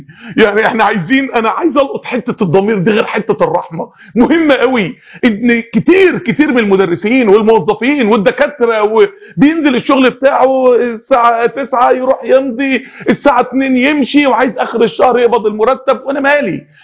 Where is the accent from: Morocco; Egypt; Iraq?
Egypt; انا راجل مصري